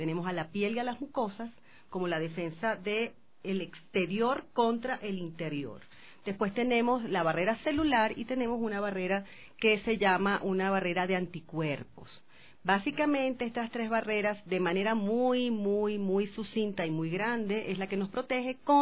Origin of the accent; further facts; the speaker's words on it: Venezuela; now in Quito, Ecuador; soy eres venezolana.